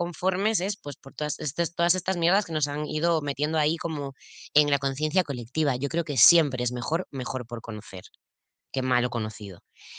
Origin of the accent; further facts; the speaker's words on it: Galicia, Spain; Siempre digo que los gallegos somos como catalanes